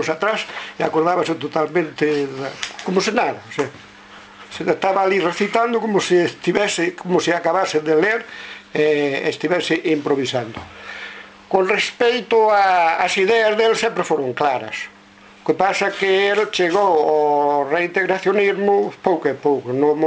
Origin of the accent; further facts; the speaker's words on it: Vila Seca, Galicia, Spain; a miña aldea é Vila Seca, que é unha aldea moi interesante.